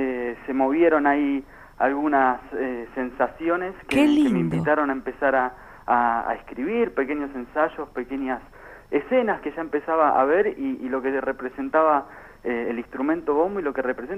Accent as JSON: {"language": "Spanish", "region": "Buenos Aires", "country": "Argentina", "said": "Soy muy porteño. 30 años, 32 años acá"}